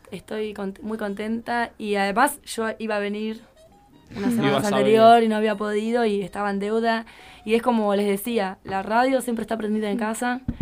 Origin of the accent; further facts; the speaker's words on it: Argentina; Como para mí es un orgullo y es lindo también que sepan que uno como argentino, ¿no?